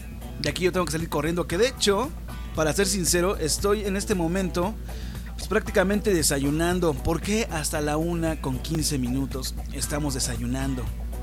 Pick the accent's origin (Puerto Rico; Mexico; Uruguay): Mexico; la forma en que percibimos la pandemia nosotros como mexicanos